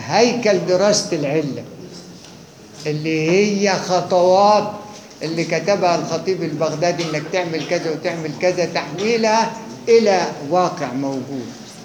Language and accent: Arabic; Egypt; احنا مصريين ما ننفعش